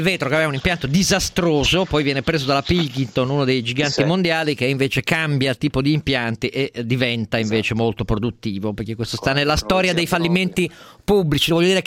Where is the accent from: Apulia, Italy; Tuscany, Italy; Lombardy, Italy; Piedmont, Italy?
Piedmont, Italy; Turin; io lo dico da torinese